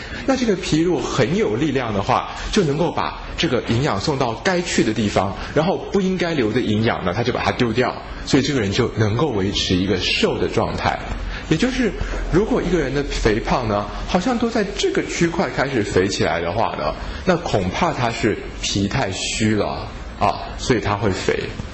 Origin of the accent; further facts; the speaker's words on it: China; 我们中国人可能会说，一个人之所以啊，到了中年男人啊，会肚子有一个啤酒肚